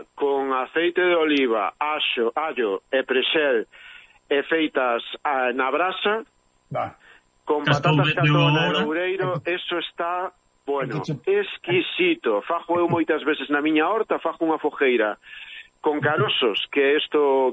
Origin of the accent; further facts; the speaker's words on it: Galicia, Spain; Seguimos sendo todos galegos e irmáns.